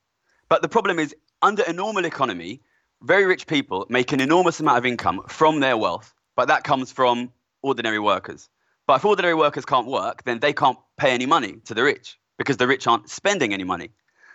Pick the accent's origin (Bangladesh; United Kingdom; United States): United Kingdom; Ilford, London; I'm from Ilford, which is a border. Subject of some debate. Essex.